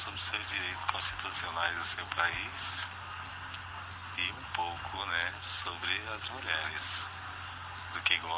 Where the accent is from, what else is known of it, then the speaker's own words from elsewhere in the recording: Porto Velho, Rondônia, Brazil; sou de Porto Velho, Rondônia.